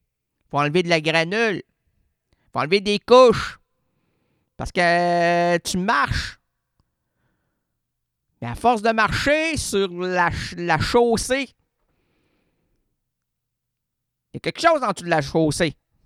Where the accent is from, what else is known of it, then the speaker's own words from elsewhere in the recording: Quebec, Canada; Je suis un Québécois, puis je comprends pas ce qu'il se dit.